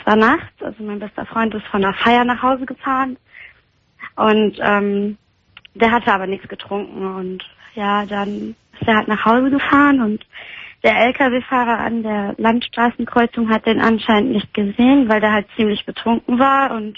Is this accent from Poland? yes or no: yes; Poland; Also in unserer Heimat. Wir sind beide aus Polen.